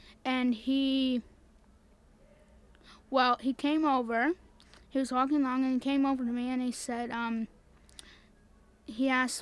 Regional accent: Halifax, Nova Scotia, Canada; I'm from Halifax.

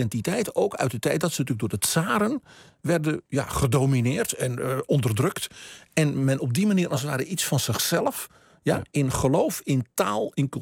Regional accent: Netherlands; Omdat wij dus misschien als Nederlanders in Europa een beetje eenkennig zijn

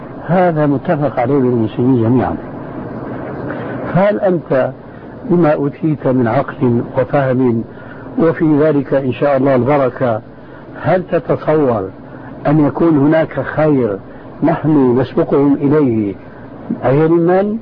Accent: Syria; نص الكلام يقولون عندنا في الشام ما علي جواب

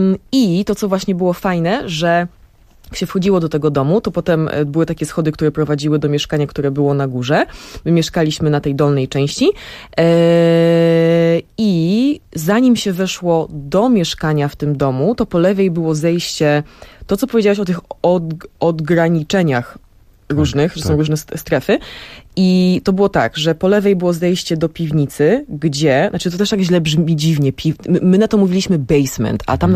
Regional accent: Brooklyn, New York, United States; now in Poland; ja dorastałam w takim właśnie domu na Brooklyn

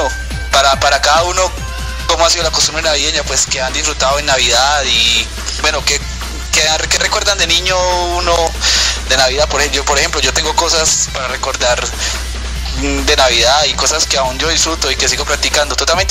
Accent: Pereira, Risaralda, Colombia; Sí, la verdad. Sí, soy colombiano.

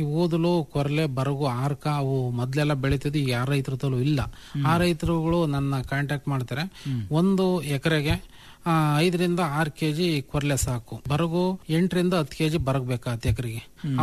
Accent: Bhatrahalli, Karnataka, India; ನಮ್ದು ಮೂಲತಃ ಚಿಕ್ಕನಹಳ್ಳಿ ತಾಲೂಕು ಭಟ್ರಳ್ಳಿ ಅಂತ ಹಳ್ಳಿ.

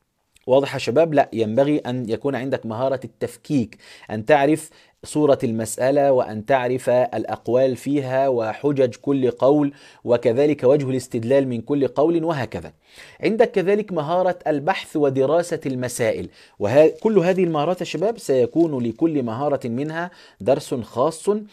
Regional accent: Egypt; احنا عندنا في مصر في الكهربائي او النقاش

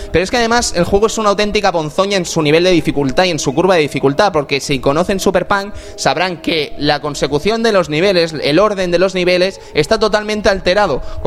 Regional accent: Fuencaliente, Spain; en Fuencaliente, en mi pueblo, este juego estuvo casi todo el verano metido allí

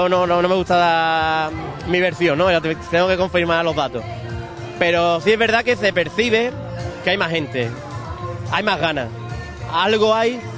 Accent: Ubrique, Andalusia, Spain; yo no me quiero perder nunca la feria de mi pueblo. Yo he estado años fuera, siempre he venido a la feria de Ubrique porque es mi feria

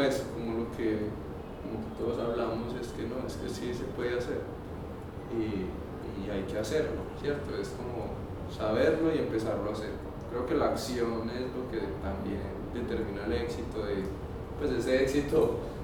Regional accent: Antioquia, Colombia; Yo soy de Belén y pues realmente en Belén no he encontrado

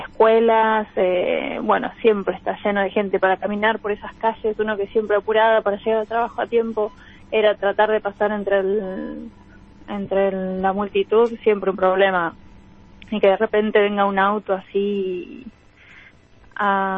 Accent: Argentina; also born or lived in Spain; now in England, United Kingdom; yo me fui de Argentina y llego a España. ¿Y qué pasó? Ah, bueno, después llego acá a Inglaterra

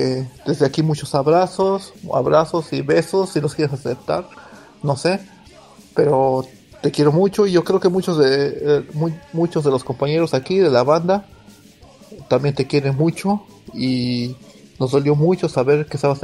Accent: Mexico City, Mexico; now in Stockholm, Sweden; de Estocolmo. Bueno, vivo en Estocolmo, soy de México, soy del DF y nunca voy a dejar de ser el mexicano.

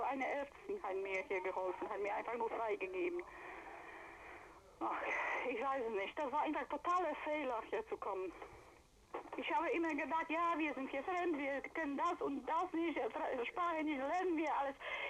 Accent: Silesian Voivodeship, Poland; now in Germany; wir kommen aus Schlesien

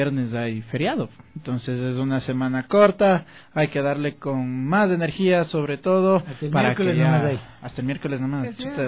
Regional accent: Quito, Pichincha, Ecuador; somos quiteños y quiteños vamos a morir.

